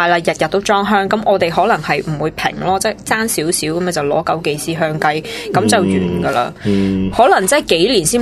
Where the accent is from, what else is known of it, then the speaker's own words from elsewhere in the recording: Fujian, China; 因为我系福建人嚟，我唔知。